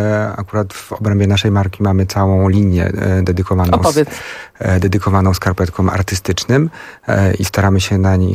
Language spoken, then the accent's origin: Polish; Łódź, Łódź Voivodeship, Poland; jako że jesteśmy z Łodzi.